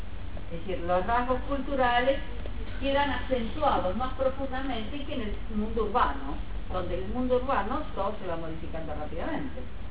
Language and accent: Spanish; Argentina; Y cuando digo con nosotros como argentinos.